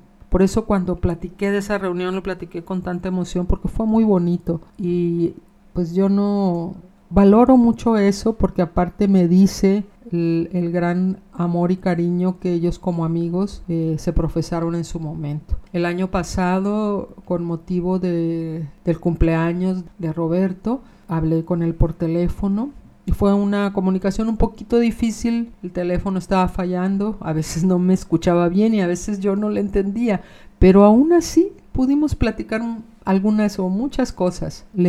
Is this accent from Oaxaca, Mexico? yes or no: yes; Ciudad Ixtepec, Oaxaca, Mexico; Entonces pues yo ya crecí en Ciudad Ixtepec